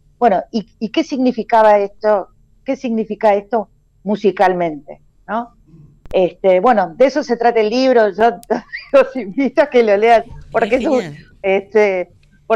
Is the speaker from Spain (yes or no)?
no; Argentina; esto de que nosotros argentines a veces nos creemos que tenemos una cierta excepcionalidad, pero en realidad somos muy latinoamericanos en muchas cosas.